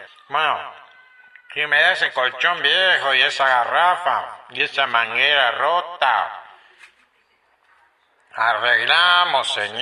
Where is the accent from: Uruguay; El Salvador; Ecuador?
El Salvador; Pensé que había notado, señor, que soy del Salvador. La tierra de la marimba y el pito.